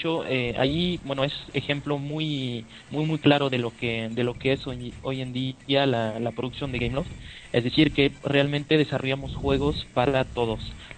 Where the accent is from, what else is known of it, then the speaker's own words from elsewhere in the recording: France; Spanish is a second language; Exacto, soy francés